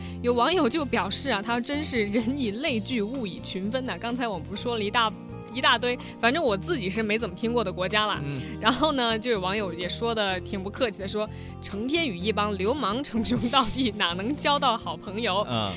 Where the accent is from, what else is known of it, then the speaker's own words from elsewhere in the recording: China; 那是我们中国人可能去国外的难，国外呢来咱们中国也不容易